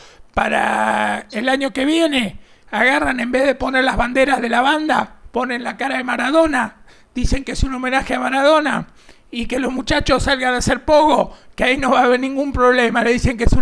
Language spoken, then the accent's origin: Spanish; Buenos Aires, Argentina; now in San Juan, Argentina; yo soy de Ciudad de Buenos Aires, aunque hace 800.000 años que vivo acá en San Juan. Soy de familia también sanjuanina, pero yo nací en Ortúzar.